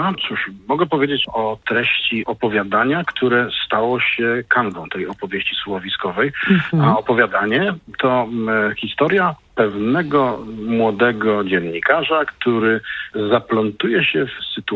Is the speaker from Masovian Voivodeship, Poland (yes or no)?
no; Poznań, Greater Poland Voivodeship, Poland; No, jako ten poznaniak z krwi i kości, nie mogłem nie dać mu szansy na to, żeby zawitał do mojego miasta.